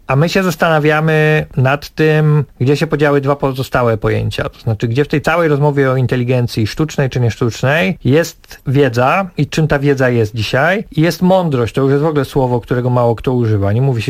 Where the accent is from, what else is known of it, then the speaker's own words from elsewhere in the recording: Greater Poland Voivodeship, Poland; no ja jestem z Wielkopolski, zawsze chciałem przyjechać z festiwalem do swojego rodzinnego regionu